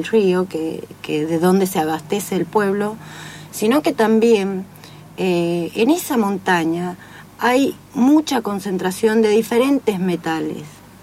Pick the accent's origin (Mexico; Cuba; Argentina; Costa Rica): Argentina; Andalgalá, Catamarca; O sea, vivo acá hace poquito, pero soy de Andalgalá.